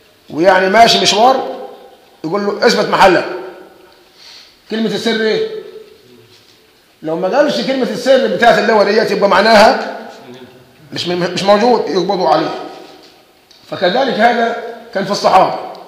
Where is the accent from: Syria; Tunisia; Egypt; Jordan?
Egypt; بس احنا كمصريين دمنا خفيف